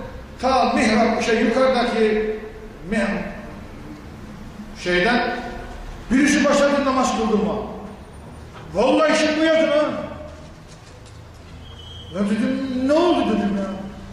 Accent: İkizdere, Rize, Turkey; Bu şimdi gidin bizim İkizdere'ye, benim memleketime.

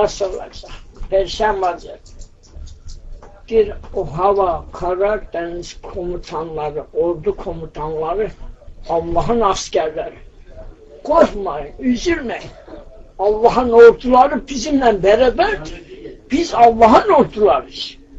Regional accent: Kağızman, Kars, Turkey; born there; Kazman doğumluyum, Sarıkamış

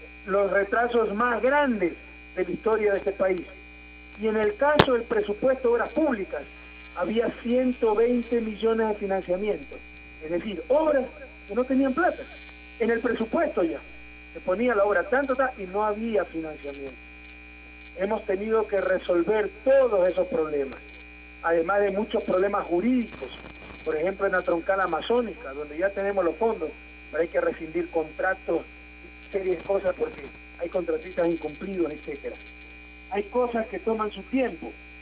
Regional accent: Ecuador; Creen que somos amnésicos los ecuatorianos.

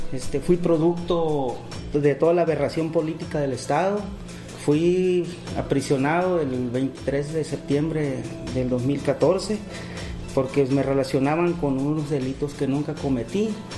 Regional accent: Sonora, Mexico; Pues primero alejaron a mi pueblo del río, enviándolos al sureste en una guerra de exterminio, y no les resultó.

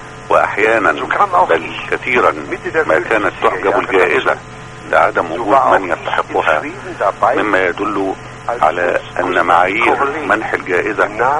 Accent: Egypt; على ذاكرتنا كمصريين وعرب

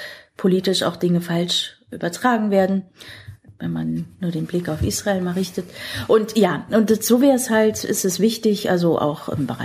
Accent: Berlin, Germany; Und als sie hierher kamen, kannten sie sich in Berlin überhaupt nicht aus. Und so sind wir zunächst in Tempelhof gelandet.

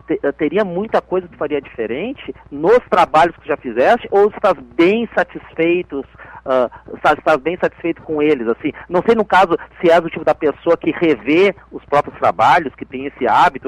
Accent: Piauí, Brazil; accent: gaúcho; Eu sou do Piauí, apesar desse sotaque

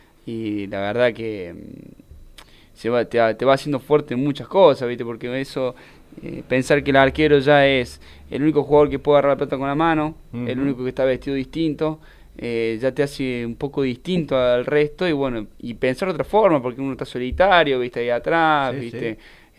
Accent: Arroyito, Córdoba, Argentina; Yo soy de Arroyito.

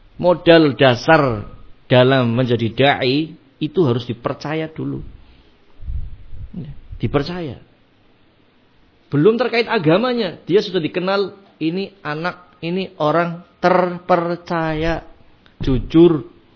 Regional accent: Brebes, Central Java, Indonesia; Akhirnya dia membuka sayapnya di Brebes ketika itu, di kampung saya.

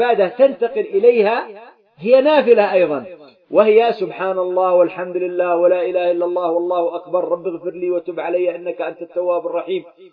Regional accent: Yemen; خاصة بلدنا اليمن التقطعات والمشاكل فيها متوافرة

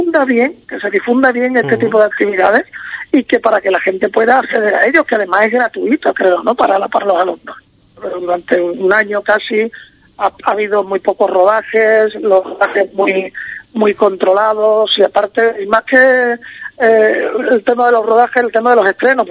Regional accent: Cádiz, Andalusia, Spain; now in Madrid, Spain; Yo siempre digo que si yo soy de Cádiz, pero llevo muchos años fuera, ¿no?, viviendo en Madrid

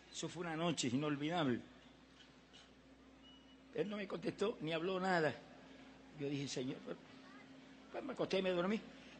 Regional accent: Camuy, Puerto Rico; Ese era un lugar en mi pueblo de Camuy, en Puerto Rico, que la gente ni entraba en esa época.

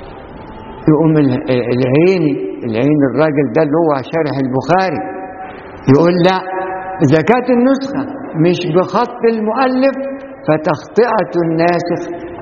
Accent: Faiyum Governorate, Egypt; لما جيت أنا أخش بعد ما حفظت القرآن لظهر ما لقيتش في محافظة الفيوم كلها معهد أزهري

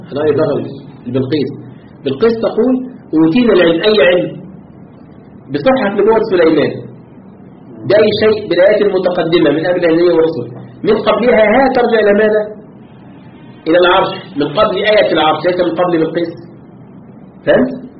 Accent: Egypt; طبعا ليس عندنا في مصر

